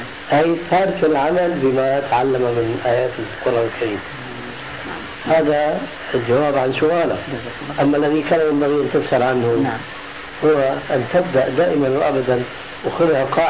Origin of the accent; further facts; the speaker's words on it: Syria; فيأتي المثل العام عندنا في سوريا